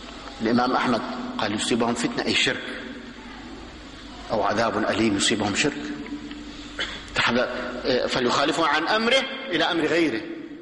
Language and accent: Arabic; Damascus, Damascus Governorate, Syria; عندنا في دمشق في أربع محارب تقام، أربع جماعات